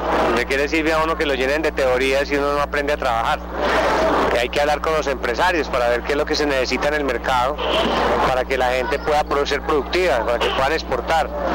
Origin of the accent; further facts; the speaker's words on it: Armenia, Quindío, Colombia; born there; mis orígenes acá en Antioquia. … viene de Borral, mi familia está acá en Medellín y yo soy nacido en Armenia.